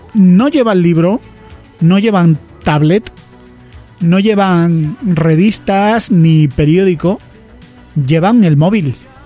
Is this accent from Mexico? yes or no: no; Andalusia, Spain; yo que soy andaluz